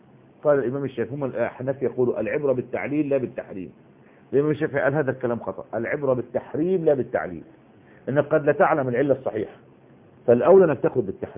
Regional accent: Egypt; احنا دلوقتي يعني على سبيل المثال عندنا في مصر حتة اسمها وسط البلد، وفي حتة اسمها العتبة.

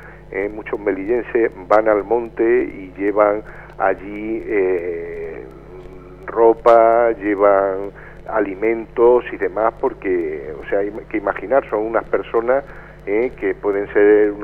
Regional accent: Spain; A nosotros como españoles, bueno, se nos respeta un poco más y demás

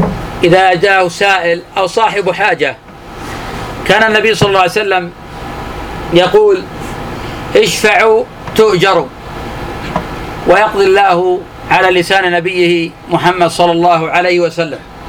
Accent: Najd, Saudi Arabia; كان عندنا في نجد يسمونه كنيف البرج،

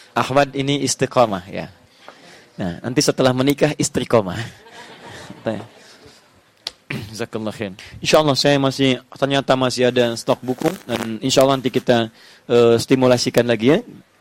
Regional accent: Indonesia; Kita dari Indonesia ke sini.

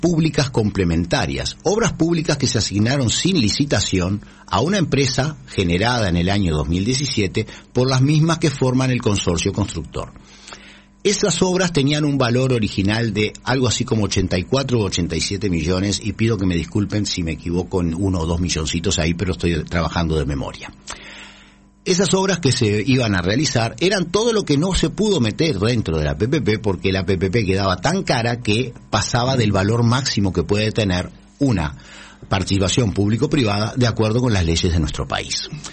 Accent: Uruguay; los que perdemos y pagamos todos somos los uruguayos.

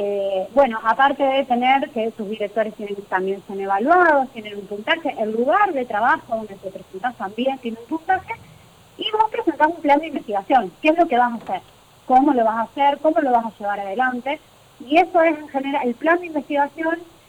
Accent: Gálvez, Santa Fe, Argentina; now in Catamarca, Argentina; por eso vivo acá en Catamarca, yo soy de Galvez.

